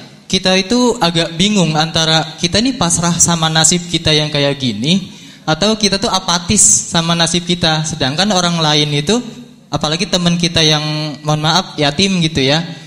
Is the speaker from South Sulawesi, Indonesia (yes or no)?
no; Bekasi, West Java, Indonesia; Enggak ada tulohnya ya. … asal saya dari Bekasi. Saya mahasiswa UIN Sunan Kalijaga.